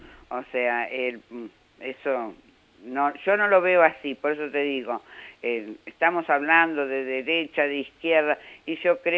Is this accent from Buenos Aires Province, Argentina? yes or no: yes; Moreno, Buenos Aires Province, Argentina; born there; Soy nacida en Moreno